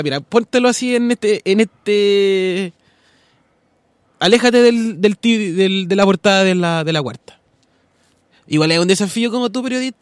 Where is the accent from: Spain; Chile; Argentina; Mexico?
Chile; No, pero es que también somos chilenos